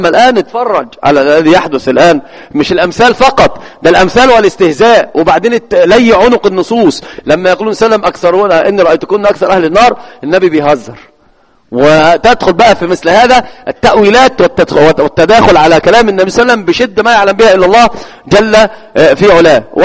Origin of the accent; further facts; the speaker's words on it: Egypt; والمثل عندنا في مصر يقول سل مجرب ولا تسأل إيش طبيب